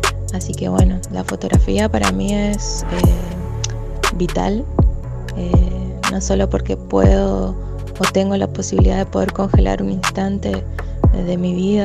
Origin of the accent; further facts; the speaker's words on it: Resistencia, Chaco, Argentina; de Resistencia Chaco.